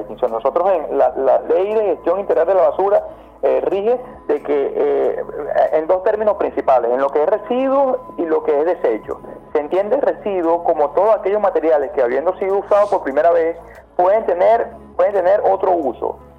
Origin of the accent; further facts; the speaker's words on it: Venezuela; Yo creo que como buenos venezolanos, como venezolanos con esa estirpe de vivir al día